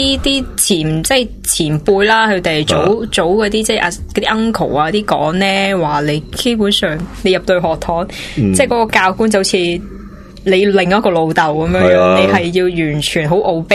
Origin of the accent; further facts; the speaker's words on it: Fujian, China; 因为我系福建人嚟嘅，咁、我乡下嗰啲仲系用紧啲龟背式啲祖坟嘅